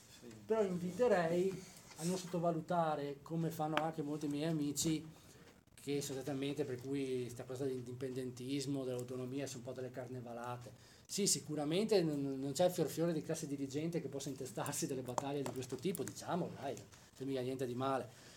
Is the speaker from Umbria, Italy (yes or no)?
no; Veneto, Italy; io vivo in Campania, quindi voglio dire, la mia fidanzata è di Salerno, quindi io sono veneto